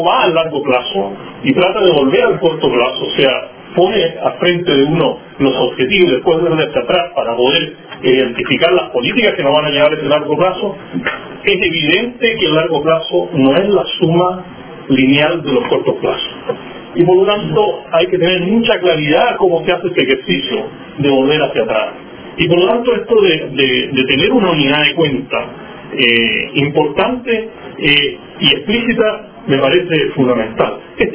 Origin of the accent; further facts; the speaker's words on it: Chile; Entonces yo me pregunto como chileno